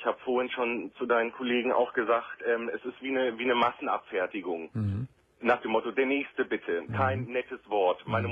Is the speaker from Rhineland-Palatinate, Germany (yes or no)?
no; Hanover, Lower Saxony, Germany; wir kommen aus Hannover.